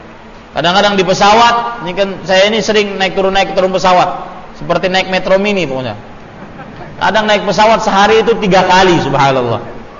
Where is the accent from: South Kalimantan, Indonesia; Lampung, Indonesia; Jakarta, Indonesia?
South Kalimantan, Indonesia; Banjarmasin; Saya kemarin diberitahu di kampung saya di Banjarmasin